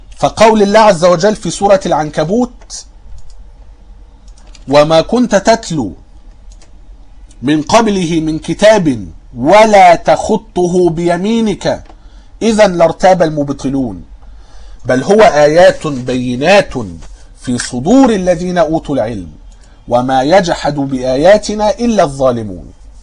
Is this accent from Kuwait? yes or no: no; Egypt; وكنت قلت ان عندنا في مصر